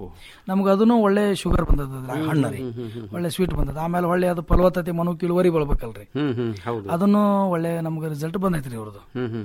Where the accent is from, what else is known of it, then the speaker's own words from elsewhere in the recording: Babanagar, Karnataka, India; ನಮ್ಮ ಊರು ಬಾಬಾನಗರ, ತಿಕೋಟಾ ತಾಲೂಕು, ವಿಜಯಪುರ ಜಿಲ್ಲೆ ರೀ.